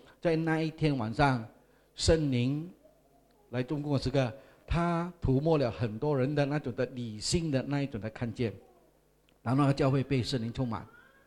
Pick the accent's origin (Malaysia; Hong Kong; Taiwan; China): Malaysia; Sandakan, Sabah; 我是沙巴人啊，东马人啊，我山达根人